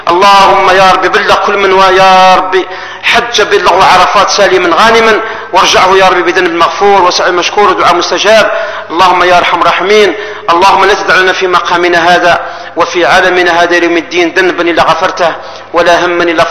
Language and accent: Arabic; Algeria; احنا جزائريين بلا تولة البلاد